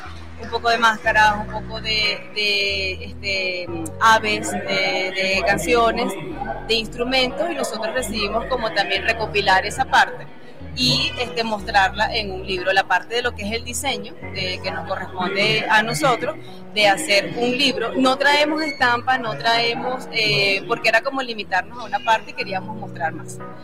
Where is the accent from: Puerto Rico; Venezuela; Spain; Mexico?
Venezuela; nosotros como venezolanos tenemos nuestra cultura